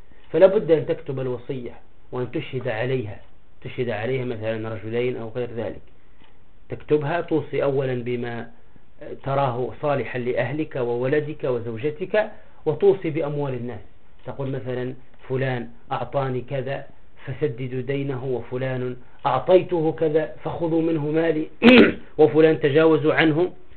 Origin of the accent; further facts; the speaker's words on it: Tunisia; من القصص عندنا في تونس مؤخرا